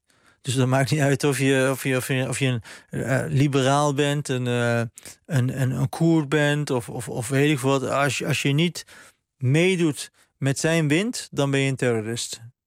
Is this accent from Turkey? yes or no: yes; Turkey; ik ben zelf een Turk